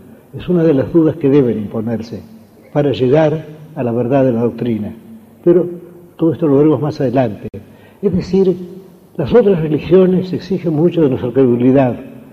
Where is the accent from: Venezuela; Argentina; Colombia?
Argentina; ¿Qué es, me he preguntado yo muchas veces, ser argentino? Ser argentino es sentir que somos argentinos.